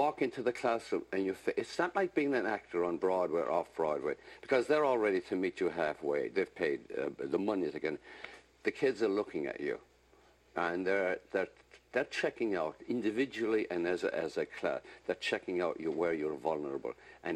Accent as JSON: {"language": "English", "country": "Ireland", "said": "Because, I'm Irish."}